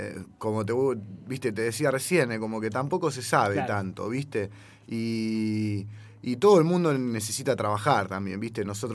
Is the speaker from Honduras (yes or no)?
no; La Plata, Buenos Aires Province, Argentina; Acá, yo que soy de Gambier, lo estábamos hablando recién